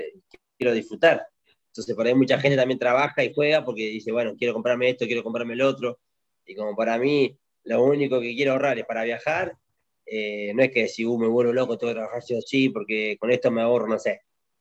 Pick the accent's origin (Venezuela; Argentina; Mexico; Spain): Argentina; Argentina es hermoso, y tengo mi gente, y tengo mi pueblo